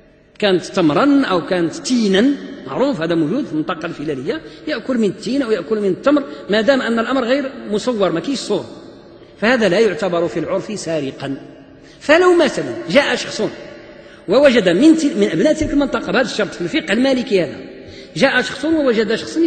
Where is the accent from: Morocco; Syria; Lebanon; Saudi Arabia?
Morocco; وعندنا في المغرب هذه الأمثلة موجودة إلى الآن في بعض البلاد الجنوبية مثلا، أنا أعرف ذلك